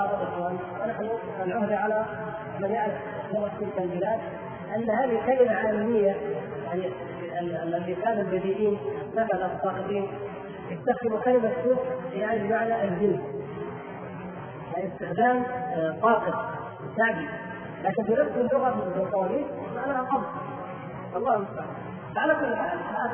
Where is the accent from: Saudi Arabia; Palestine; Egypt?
Saudi Arabia; Riyadh, Riyadh Province; أنا من إخوانكم من أهل الرياض